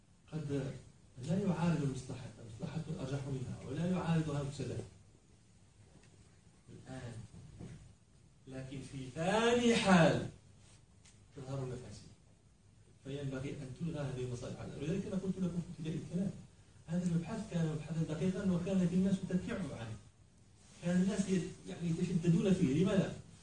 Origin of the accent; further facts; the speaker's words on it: Morocco; نحن عندنا في المغرب عنب